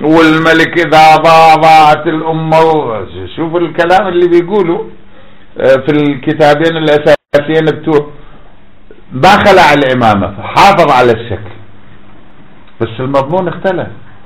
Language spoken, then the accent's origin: Arabic; Iraq; عندنا في العراق جاب قمنا نجد على الارصفة